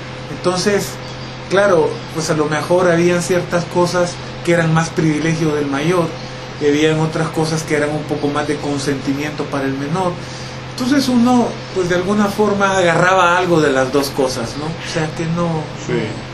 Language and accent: Spanish; San Salvador, El Salvador; born there; Nací aquí en San Salvador.